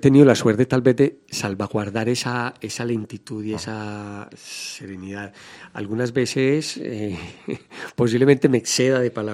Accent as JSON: {"language": "Spanish", "country": "Colombia", "tie": "born there", "moved": "yes", "said": "yo soy colombiano de nacimiento, pero al momento de salir de mi país y empezar a vivir una vida migratoria"}